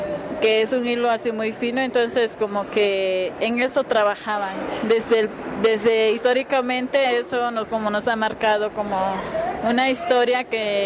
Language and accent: Spanish; Huehuetenango, Guatemala; Spanish is a second language; Es el pueblo Janjobal, que se ubica en Huehuetenango, en el norte de Huehuetenango, fronterizo con Chiapas. Y sí, es casi vecino con Chiapas. Soy bilingüe. Oh, trilingüe, porque también domino un poco lo que es el acateco